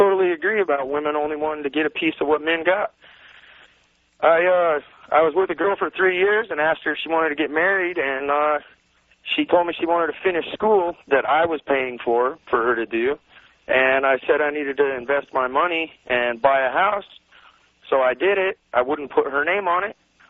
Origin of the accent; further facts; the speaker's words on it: San Diego, California, United States; I'm from San Diego.